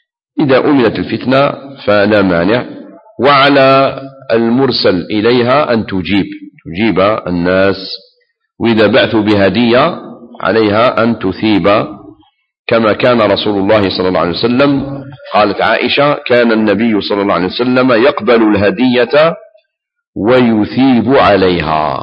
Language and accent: Arabic; Algeria; احنا كنا في بلادنا الجزائر قبل الاستعمار الفرنسي